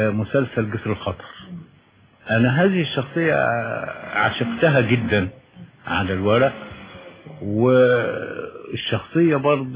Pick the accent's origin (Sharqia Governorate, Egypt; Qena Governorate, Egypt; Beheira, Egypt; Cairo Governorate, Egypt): Qena Governorate, Egypt; Qena; انا ولدت ونشأت في قنا، بس انا مش قروي يعني، والدي من قرية في تابع مركز دشنا يعني، لكن انا تربيت في قنا مدينة